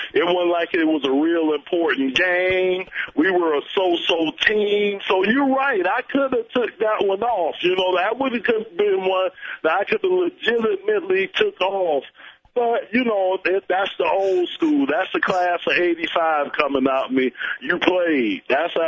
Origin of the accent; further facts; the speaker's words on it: Miami, Florida, United States; Plus, I'm from Miami. You know it's something in the water down there, too.